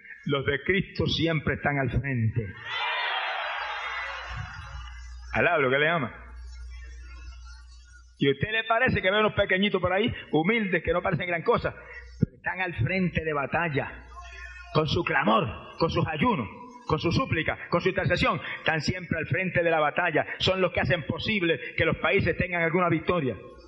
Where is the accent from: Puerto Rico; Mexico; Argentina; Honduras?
Puerto Rico; Yo era una estrella en el deporte en mi país. Campeón de levantamiento de pesa, peso medio por años y años. Mister Puerto Rico y Mister Norteamérica en fisicultura.